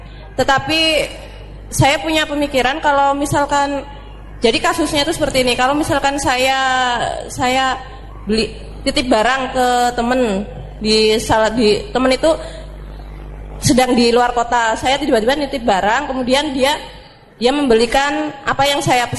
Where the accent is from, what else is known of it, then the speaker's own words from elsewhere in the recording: Cikarang Baru, West Java, Indonesia; Saya dari Cikarang Baru, Ustaz, perkenalkan.